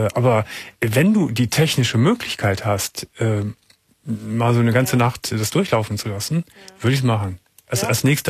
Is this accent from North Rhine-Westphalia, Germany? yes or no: yes; Gummersbach, North Rhine-Westphalia, Germany; Ich komme aus Gummersbach, aus der Wasserfuhrstraße, da bin ich groß geworden